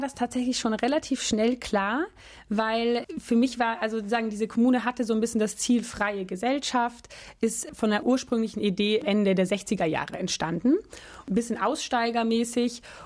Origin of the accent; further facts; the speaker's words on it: Portugal; Also ich bin in Portugal aufgewachsen. Gar nicht in Deutschland und bin dort die ersten Jahre auf eine Schule gegangen in Portugal